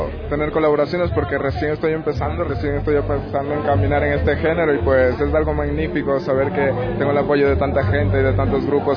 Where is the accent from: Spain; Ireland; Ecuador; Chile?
Ecuador; Quito, Pichincha; Sí, yo soy de aquí del Quito, siempre represento el sur, el norte